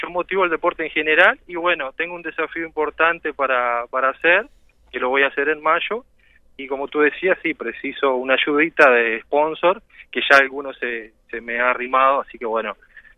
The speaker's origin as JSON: {"language": "Spanish", "town": "Melo", "region": "Cerro Largo", "country": "Uruguay", "said": "espero poder llegar a Melo, que es de donde soy, o sea, Fraile Muerto, la idea es estar allá"}